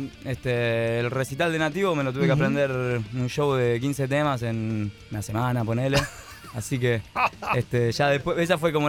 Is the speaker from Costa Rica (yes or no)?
no; San Andrés de Giles, Buenos Aires Province, Argentina; Yo, en principio, bueno, vengo de San Andrés de Giles. Vengo de lejos.